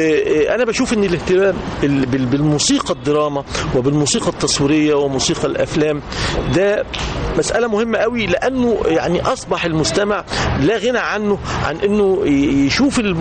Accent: Egypt; وإحنا كمصريين ما فيش شك إنه الشجن يعني يتحرك

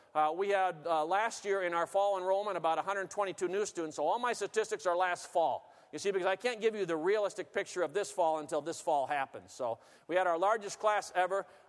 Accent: Seattle, Washington, United States; I grew up on the West Coast in Seattle area.

